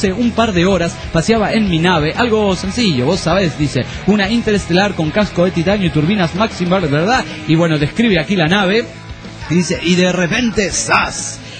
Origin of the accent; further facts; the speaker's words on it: Mairana, Santa Cruz, Bolivia; born there; cómo es aquí en Bolivia. Más específicamente en Mairana, mi pueblo natal.